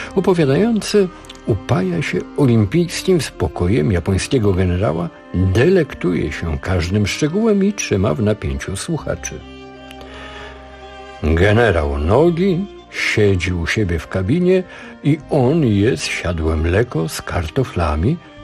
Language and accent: Polish; Warsaw, Masovian Voivodeship, Poland; Ja z Warszawy.